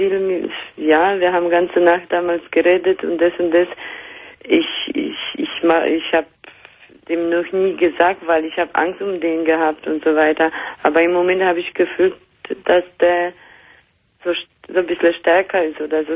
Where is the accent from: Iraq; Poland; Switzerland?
Poland; now in Germany; Aus Polen.